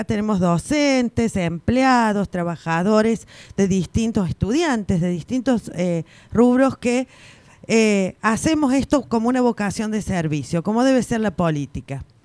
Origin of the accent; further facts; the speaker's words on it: Río Cuarto, Córdoba, Argentina; soy de Río Cuarto, el sur.